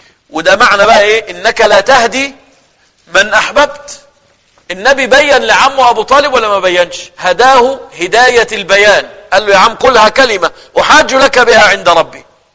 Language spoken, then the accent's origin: Arabic; Egypt; أنا كرجل مصري لو أنا مش مسلم كنت أبقى إيه؟